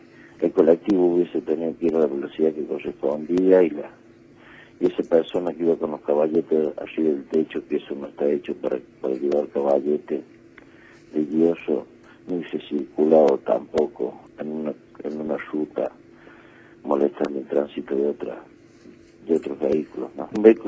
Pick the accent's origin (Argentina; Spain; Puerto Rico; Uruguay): Argentina; Desgraciadamente, así somos los argentinos.